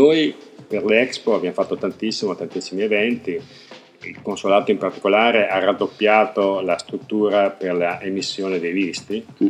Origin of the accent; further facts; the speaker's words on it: Verona, Veneto, Italy; now in China; Io per esempio vengo da Verona, che nel suo piccolo è patrimonio comune dell'umanità, diciamo, no?